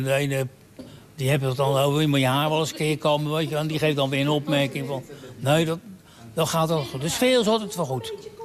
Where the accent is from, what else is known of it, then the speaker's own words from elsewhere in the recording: Vlaardingen, South Holland, Netherlands; Het is ik kom van Vlaardingen vandaan. Dus het is voor mij nog steeds vakantie.